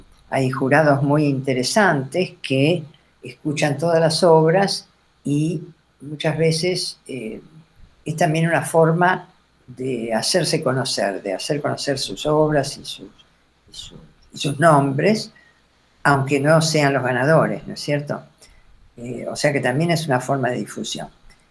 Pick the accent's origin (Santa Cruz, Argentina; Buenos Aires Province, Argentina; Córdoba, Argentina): Buenos Aires Province, Argentina; Mar del Plata; yo soy de Mar del Plata, y es una ciudad pequeña, ahora ya no es tan pequeña, pero en ese momento era una ciudad pequeña, no había dónde estudiar